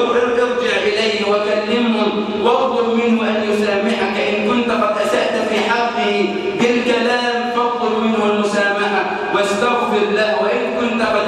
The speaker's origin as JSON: {"language": "Arabic", "country": "Egypt"}